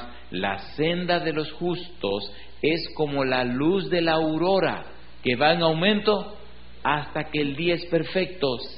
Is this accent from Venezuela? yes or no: no; Dominican Republic; Recuerdo en mi país hay un lugar precioso, se llama Jarabacoa.